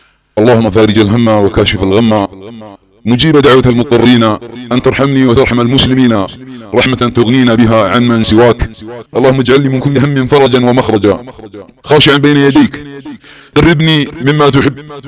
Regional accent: Eastern Province, Saudi Arabia; ونحن سعوديين من أهل المنطقة الشرقية ونعلم ما يدور حولنا في بلادنا السعودية

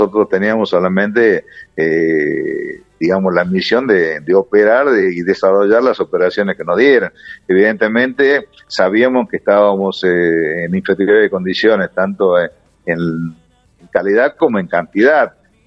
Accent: Tucumán, Argentina; also born or lived in Córdoba / Mendoza; yo tucumano, me crié en Tucumán, estudié en Córdoba en la Escuela de Aviación, de ahí fui a Mendoza, a la Escuela de Caza, y a Reynos, centro del país

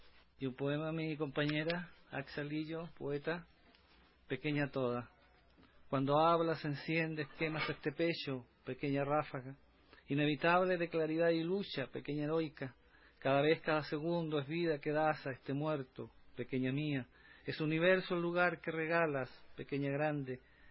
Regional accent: Chile; soy chileno.

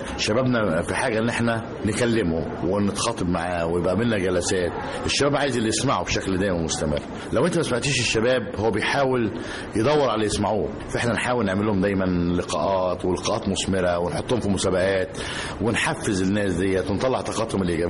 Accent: Egypt; يعني لما تيجي مثلا للعلماء الطاقه عندنا في مصر

